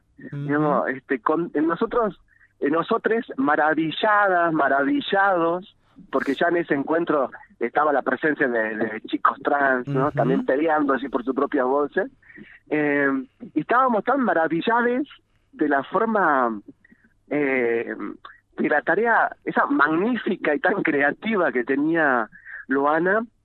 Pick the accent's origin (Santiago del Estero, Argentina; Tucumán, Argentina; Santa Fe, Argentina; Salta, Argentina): Salta, Argentina; Tartagal; now in Villa Carlos Paz, Argentina; Yo me vine de Tartagal pensando que en ciudades como Carlos Paz o ciudades muy vinculadas a la capital cordobesa iba a pasar otra cosa